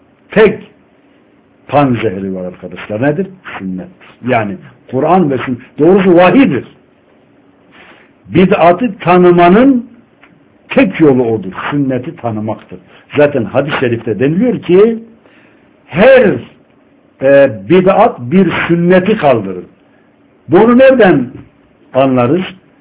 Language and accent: Turkish; Batman, Batman Province, Turkey; Hatta Batman'da da, ben Batmanlıyım. Ben orada mahalli televizyonda program yapıyordum.